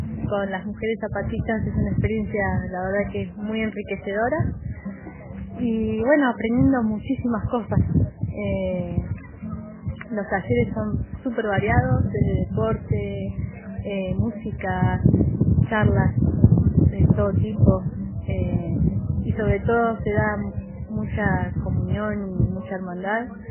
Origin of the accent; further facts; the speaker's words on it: Argentina; soy de Argentina y estoy en México viajando y coincidí con el encuentro de mujeres